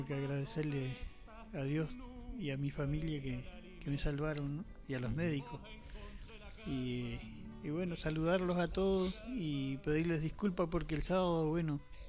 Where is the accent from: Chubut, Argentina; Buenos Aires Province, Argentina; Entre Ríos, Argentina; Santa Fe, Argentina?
Chubut, Argentina; Cholila; born there; now in El Bolsón, Argentina; yo nací en Cholila y ahora por cuestiones que me vine de trabajo y estudio a estudiar y bueno, me vine a Bolsón. Primero se vino una hermana que tengo y después mi hermana me trajo para acá.